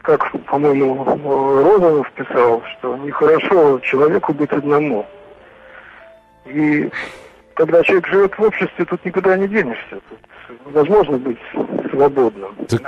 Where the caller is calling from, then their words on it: Germany; Да, я звоню вам из Германии.